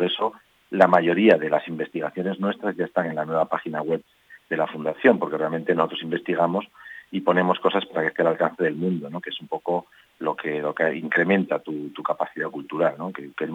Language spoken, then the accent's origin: Spanish; Cintruénigo, Navarre, Spain; Como la mayoría de los patronos somos de Cintruénigo, pues la mayoría de las cositas que estamos haciendo tienen que ver con Cintruénigo.